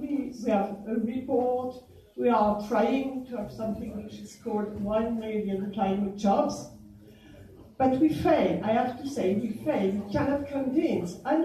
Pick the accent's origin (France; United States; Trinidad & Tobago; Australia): France; I come from France, and this matter is very, very important.